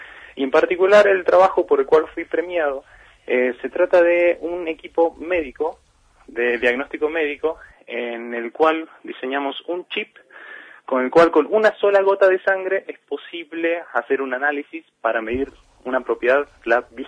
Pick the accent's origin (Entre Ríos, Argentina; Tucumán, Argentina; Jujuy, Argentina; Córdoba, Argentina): Tucumán, Argentina; moved away as an adult; now in Bariloche, Argentina; yo soy tucumano, estudié los primeros años de mi carrera en Tucumán y en el tercer año me vine a Bariloche.